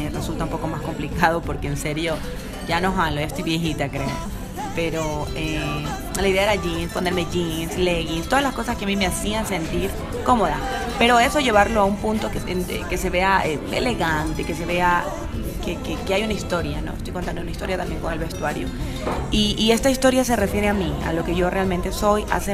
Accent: Pile, Manabí, Ecuador; born there; a mi Manabí, mi provincia. Como saben, pues allá es la cuna de los sombreros de paja toquilla, Pile exactamente es el sitio. Y la idea era hacer un homenaje a la tierra que me vio nacer, de donde vengo.

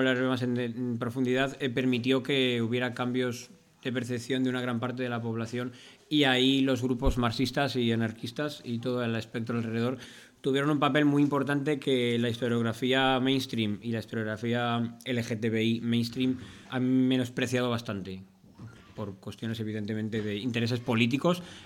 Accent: Valencia, Valencian Community, Spain; tenía cosas que hacer en Valencia, que es de donde vengo.

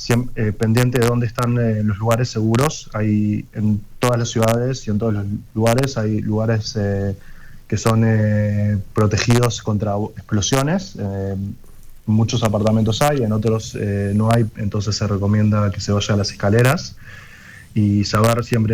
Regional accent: Montevideo, Uruguay; moved away as an adult; also born or lived in Maldonado; now in Israel; Crecí en Montevideo y viví un par de años en Maldonado. Y con 18 años me vine en el 2016 a Israel a estudiar y vivir aquí.

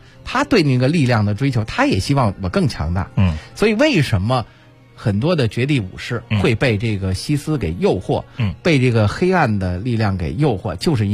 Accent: Beijing, China; 我打小就在那边长起来的。

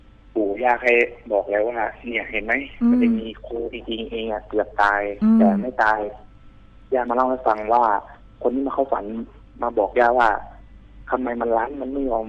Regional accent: Narathiwat, Thailand; ตอนอยู่นราธิวาสผมเกิดที่นราธิวาสครับ

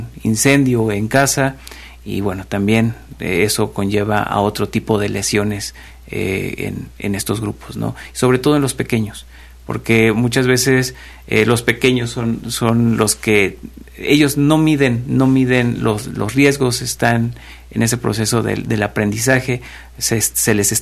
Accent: Mexico; Es un día donde festejamos como mexicanos el grito de independencia. Y al ser mexicanos sabemos que nos gusta la fiesta

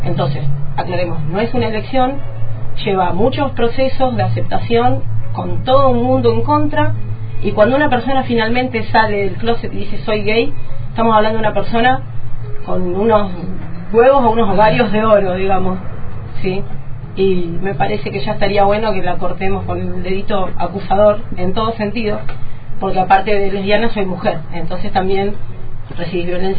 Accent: Viedma, Río Negro, Argentina; also born or lived in Buenos Aires; yo en realidad soy de Buenos Aires, pero nos vinimos a vivir con mi familia a Viedma en el 91, o sea que toda mi parte de adolescencia, escuela secundaria y todos los momentos más heavy fueron en Viedma, Río Negro.

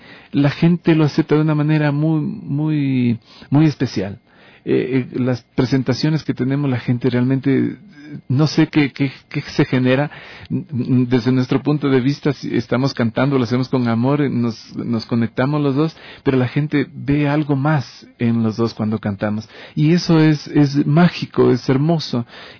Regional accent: Loja, Ecuador; somos ecuatorianos … de Loja y mi esposa Flor de Oro, ella es de Esmeraldas

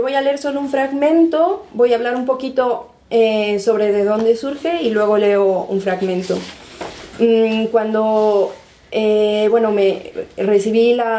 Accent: Bolivia; moved away as an adult; also born or lived in United States; now in Spain; Yo soy de Bolivia, me fui a los 18, llevo bastante tiempo en España, pero luego he vivido en Estados Unidos

